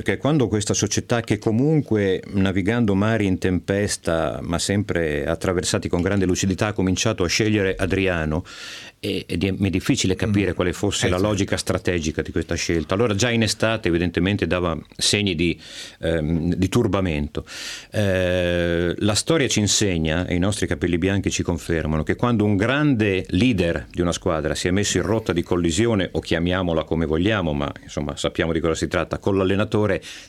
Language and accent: Italian; Emilia-Romagna, Italy; io romagnolo.